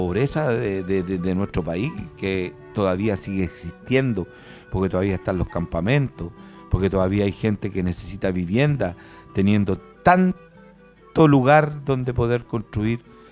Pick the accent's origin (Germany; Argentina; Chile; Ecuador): Chile; la hegemonía de nuestra patria, cómo somos como chilenos.